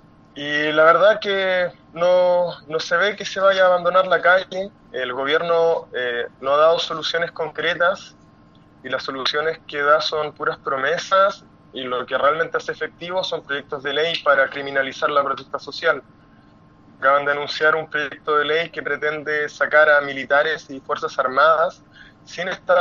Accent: Chile; lo que queremos es una nueva constitución que nos rija de ahora en adelante como chilenos cómo queremos vivir

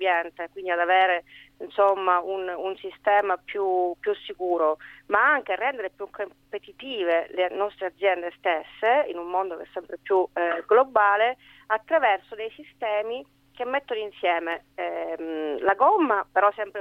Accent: Sicily, Italy; anche da siciliano ho seguito per le imprese che hanno, insomma, queste difficoltà, e anche nella mia regione

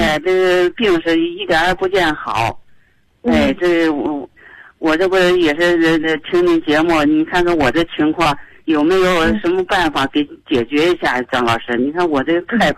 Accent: Baoding, Hebei, China; 我是保定的，

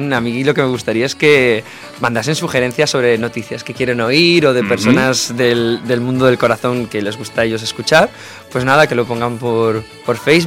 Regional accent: Santander, Cantabria, Spain; now in Barcelona, Spain; ya sabéis que yo soy de Santander

